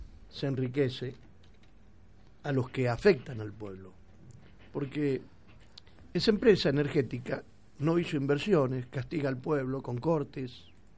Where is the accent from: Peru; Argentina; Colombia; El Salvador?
Argentina; ¿Somos estúpidos los argentinos o no?